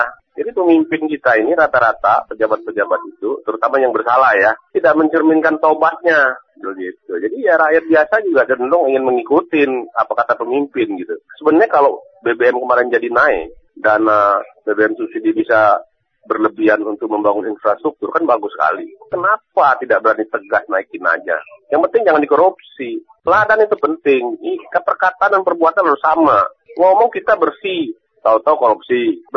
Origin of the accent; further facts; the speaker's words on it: Lubuklinggau, South Sumatra, Indonesia; di kampung saya itu bagus bener, di Lubuk Linggau itu jalan tol